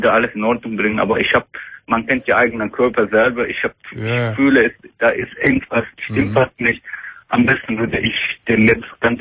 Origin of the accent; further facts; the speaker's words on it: Turkey; German is a second language; now in Germany; Ja, ich komme aus Türkei.